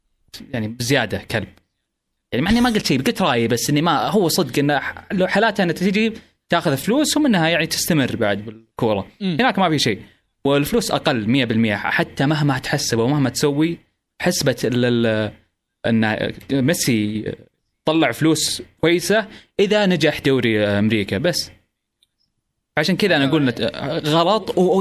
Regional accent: Saudi Arabia; وراح عندنا بالسعوديه

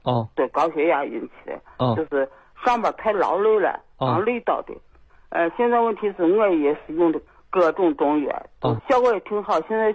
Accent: Xi'an, Shaanxi, China; 我是西安的。

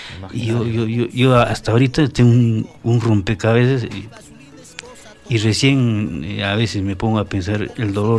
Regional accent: Juliaca, Puno, Peru; Y la primera guitarra es de mi tierra, de Juliaca.

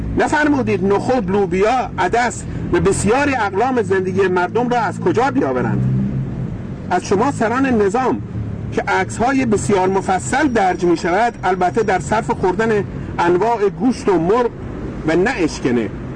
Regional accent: Iran; در اینجا وظیفه خود می دانم به عنوان یک ایرانی جواب این عجیب را بدهم

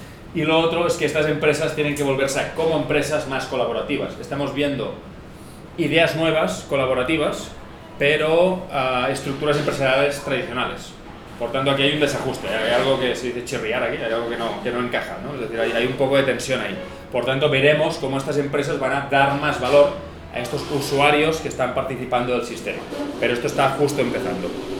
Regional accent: Catalonia, Spain; en el caso de España, pues ya digo, Cataluña, que es de donde yo vengo

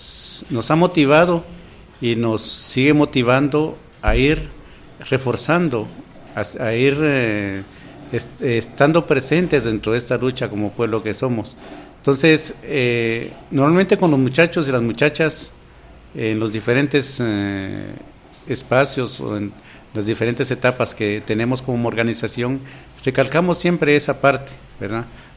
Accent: Guatemala; la violencia en general que vivimos como guatemaltecos, ¿verdad?

